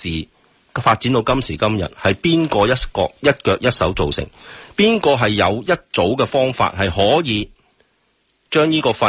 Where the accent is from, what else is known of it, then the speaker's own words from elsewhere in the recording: Hong Kong; 而家我哋香港人，我谂人同此心，我哋求生啫，我哋求条活路